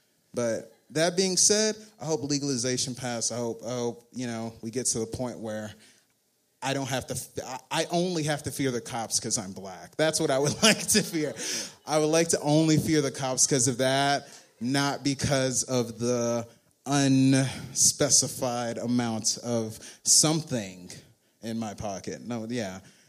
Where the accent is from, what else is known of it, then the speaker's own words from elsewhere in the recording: Pleasant Grove, Texas, United States; I grew up in Pleasant Grove, a local ghetto near here.